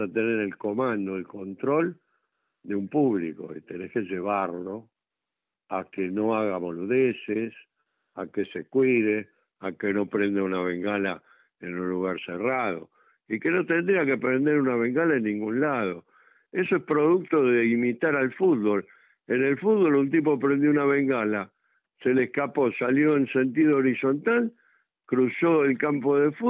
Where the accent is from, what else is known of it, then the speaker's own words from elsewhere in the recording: Argentina; que yo como buen argentino lo he amado desde chico